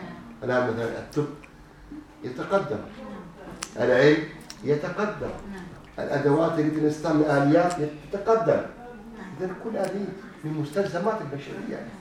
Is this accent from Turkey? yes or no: yes; Turkey; كل بلد له طبيعته طبيعته تقاليد مثلا عندنا في تركيا بدعات أخرى بدعات غير موجودة عندكم